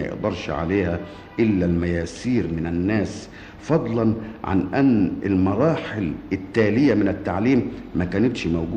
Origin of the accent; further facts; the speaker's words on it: Damietta, Damietta Governorate, Egypt; born there; أنا ولدت في دمياط في 22/12 سنة 1908.